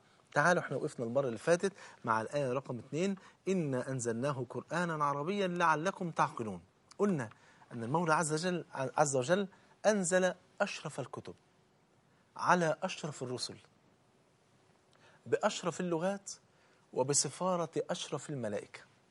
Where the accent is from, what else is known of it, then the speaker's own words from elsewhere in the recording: Egypt; ممكن انا كرجل مصري ممكن اروح اتعلم القران على ايديه